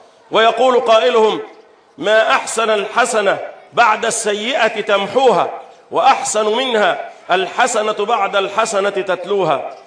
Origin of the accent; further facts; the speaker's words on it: Egypt; اللهم احفظ بلدنا مصر